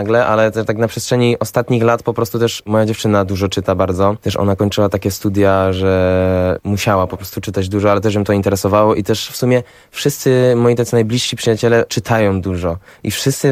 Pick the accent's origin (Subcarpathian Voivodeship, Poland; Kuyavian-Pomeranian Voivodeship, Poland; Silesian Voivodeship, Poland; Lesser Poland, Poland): Silesian Voivodeship, Poland; chociaż sam jestem ze Śląska, więc jakoś bardziej w tym tkwiłem niż w tym warszawskim.